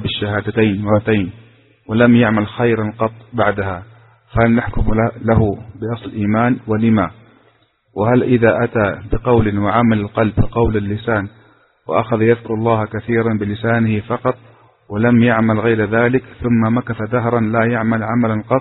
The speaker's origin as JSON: {"language": "Arabic", "region": "Upper Egypt", "country": "Egypt", "tie": "born or raised there", "said": "لأن هذا يدرس في بلدتنا في صعيد مصر"}